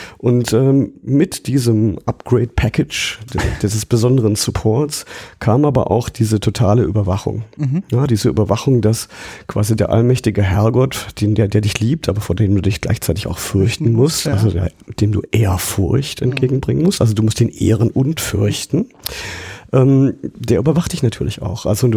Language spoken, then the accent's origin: German; Baden-Württemberg, Germany; Ich komme ja aus dem Schwarzwald und landschaftlich ist das sehr schön, ja.